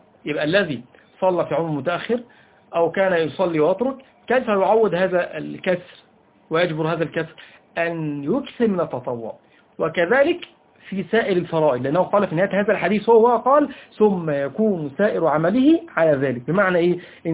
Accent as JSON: {"language": "Arabic", "country": "Egypt", "said": "وهذا أمر على فكرة منتشر فيه على الأقل عندنا في مصر"}